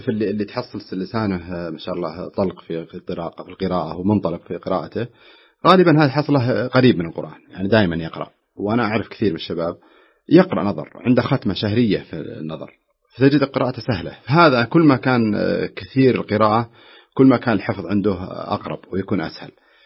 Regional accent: Najd, Saudi Arabia; منتشرة عندنا في نجد بالأصح

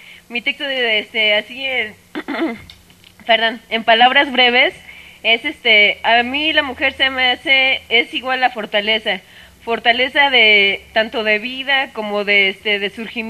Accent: Chicoloapan, State of Mexico, Mexico; Ya que yo no soy de esta comunidad, yo vengo de San Isidro, Chicoloapan.

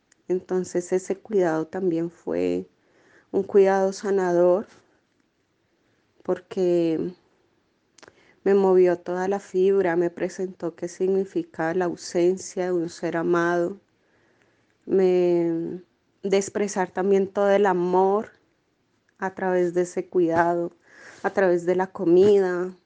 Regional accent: Colombia; moved away as an adult; also born or lived in Buenos Aires; tengo 35 años. Soy colombiana. En Colombia me gradué de trabajo social y acá llegué hace 3 años. Y antes de vivir acá, viví 5 años en Buenos Aires.

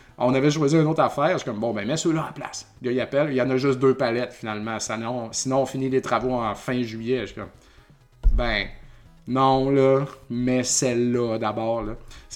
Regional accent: Saint-Joseph-de-Beauce, Quebec, Canada; Donc, nous, on vient de Saint-Joseph-de-Beauce. C'est la caisse du village.

